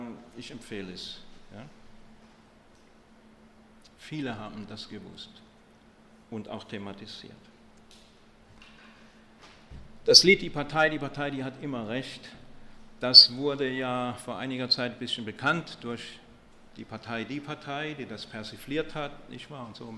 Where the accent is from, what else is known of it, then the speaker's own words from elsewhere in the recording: Stuttgart, Baden-Württemberg, Germany; ich komme aus Stuttgart